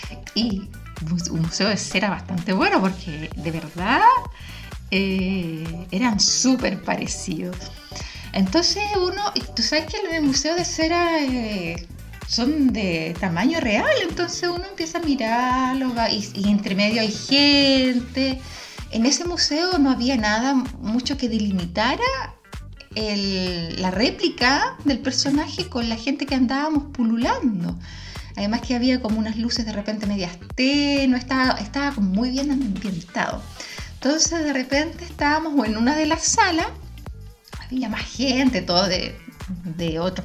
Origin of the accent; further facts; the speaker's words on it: Chile; now in Spain; Uno siendo chilena no le entra mucho, no le cuadra mucho en la cabeza